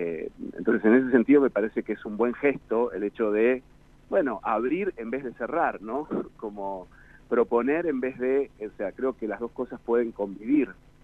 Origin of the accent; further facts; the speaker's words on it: Carmen de Patagones, Buenos Aires Province, Argentina; la tragedia de Carmen de Patagones, justamente, la tragedia escolar que ocurrió en el 2004, bueno, en el lugar, la ciudad de donde soy oriundo